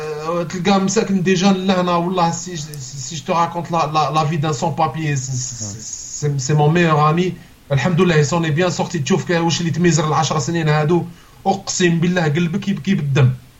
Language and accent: French; Algeria; Tu m'as rappelé en tant qu'Algérien